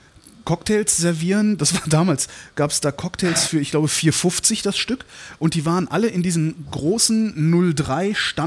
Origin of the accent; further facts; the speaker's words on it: North Rhine-Westphalia, Germany; also born or lived in Cologne; ich komme vom Dorf, aber eigentlich bin ich gebürtiger Kölner und dann irgendwann dann 20 Kilometer außerhalb aufgewachsen.